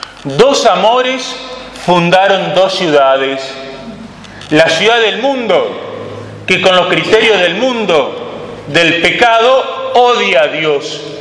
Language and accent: Spanish; Entre Ríos, Argentina; born there; Yo nací en Entre Ríos.